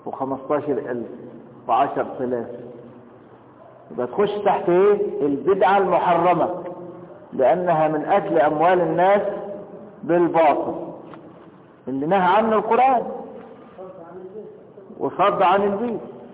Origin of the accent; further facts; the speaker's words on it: Egypt; طب لكن أنا دلوقتي مصري وهخش مكة